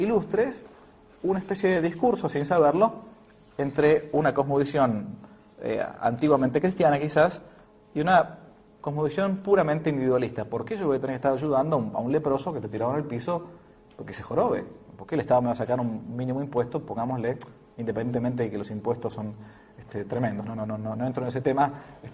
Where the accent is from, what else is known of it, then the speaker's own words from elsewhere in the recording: Argentina; que en realidad era lo que uno ha mamado como argentino.